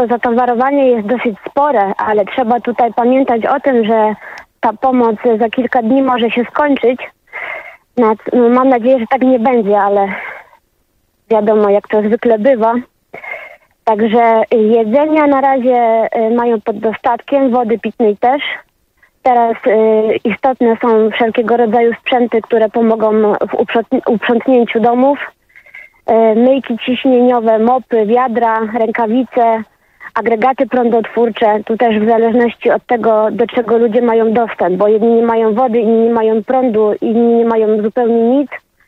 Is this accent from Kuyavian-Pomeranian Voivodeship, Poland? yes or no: no; Ścibórz, Opole Voivodeship, Poland; Wie pan co, jestem ze Ściborza.